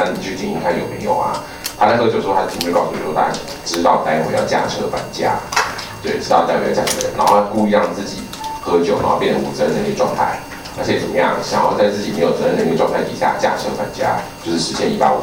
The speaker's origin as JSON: {"language": "Chinese", "country": "Taiwan", "said": "不管我们台湾人的协议酒精浓度的承受能力是比德国人高还是低都不管"}